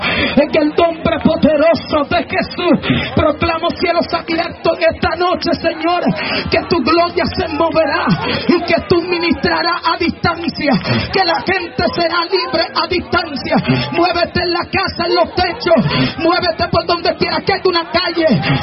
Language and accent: Spanish; Dominican Republic; Oh, nada más no somos los dominicanos que tenemos un unción.